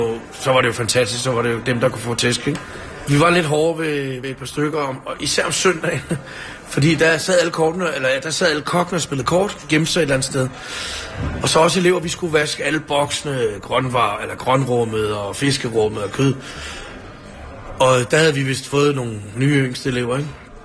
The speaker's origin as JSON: {"language": "Danish", "town": "Ishøj", "region": "Capital Region of Denmark", "country": "Denmark", "said": "jeg er fra Ishøj, og hvad hedder det? Jeg tror, man kan gøre mange ting, men man får nok ikke helt Ishøj ud af en Ishøj-dreng."}